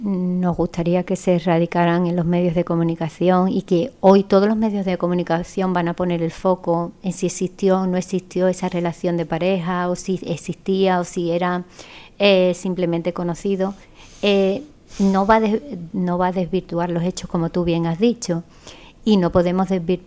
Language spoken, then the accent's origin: Spanish; Spain; Ni nosotras las mujeres españolas, de pura cepa, tampoco sufrimos esa situación de violencia de género.